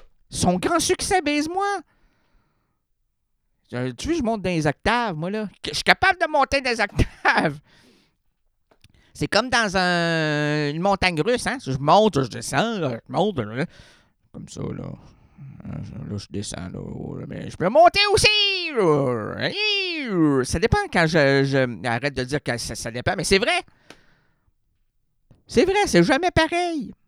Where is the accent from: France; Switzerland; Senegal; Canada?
Canada; Quebec; La langue de chez nous au Québec, on veut-tu la faire partager, notre langue de chez nous, quand on va à Paris?